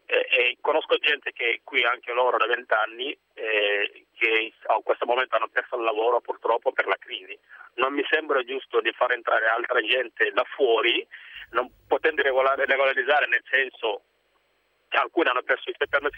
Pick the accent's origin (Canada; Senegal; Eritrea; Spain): Senegal; Io arrivo dal Senegal.